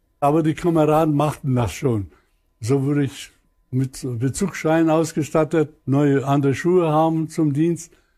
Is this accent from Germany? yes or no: no; Upper Silesia, Poland; ich komme aus der Gegend von Obern, aus Oberschlesien.